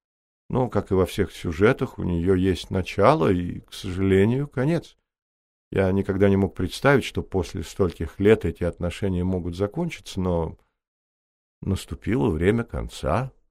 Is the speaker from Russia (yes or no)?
no; United States; Я вырос в Америке и с раннего детства очень любил джаз. То были 40-е годы